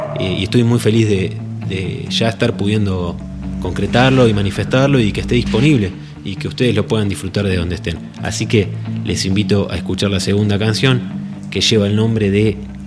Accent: Santa Fe, Argentina; now in Traslasierra, Argentina; vengo de Santa Fe. Estoy viviendo hace ya unos 3 años acá en el Valle de Tras la Sierra

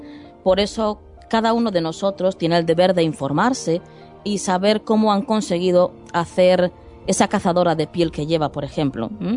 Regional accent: Spain; a ver, que somos españoles

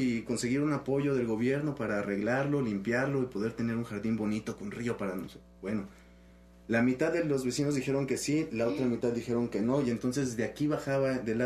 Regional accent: Mexico; Y nuestra identidad como mexicanos.

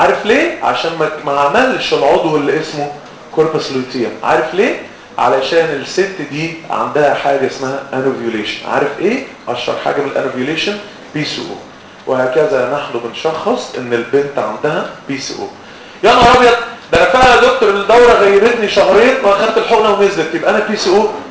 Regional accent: Egypt; قلت له يلا انا مصري يلا احنا الفهلاوي

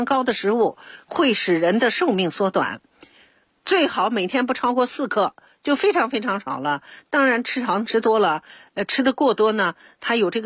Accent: Beijing, China; 咱们北京人

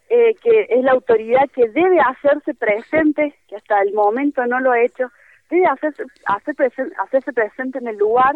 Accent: Córdoba, Argentina; yo particularmente soy de Córdoba Capital

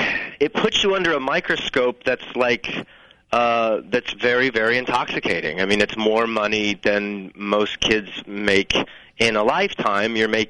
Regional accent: New Mexico, United States; We're from New Mexico, so I don't really think that the entertainment industry was necessarily in anyone's blood.

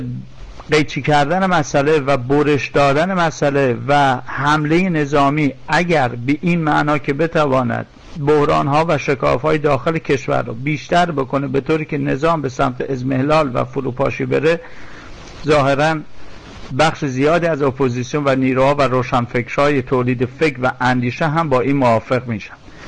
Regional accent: Iran; نظر خودم گفتم باز به عنوان یک ایرانی پر از ابهام است

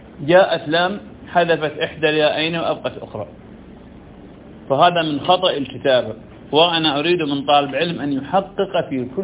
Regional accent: Ramadi, Al Anbar, Iraq; من كبار علماء انه عندنا بالرمادي

